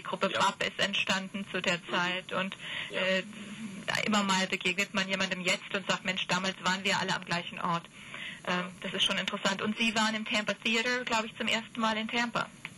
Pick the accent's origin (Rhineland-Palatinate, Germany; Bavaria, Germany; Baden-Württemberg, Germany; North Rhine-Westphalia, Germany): North Rhine-Westphalia, Germany; Bonn; Ich komme aus Bonn.